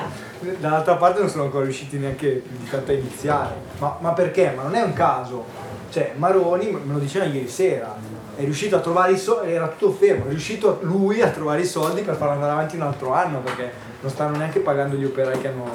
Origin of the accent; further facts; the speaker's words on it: Lombardy, Italy; io vengo dalla provincia di Varese.